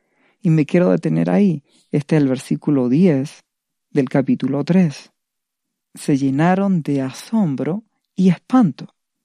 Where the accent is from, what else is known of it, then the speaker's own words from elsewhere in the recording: Chile; En la actualidad, yo en mi país, Chile, estamos viviendo una serie de situaciones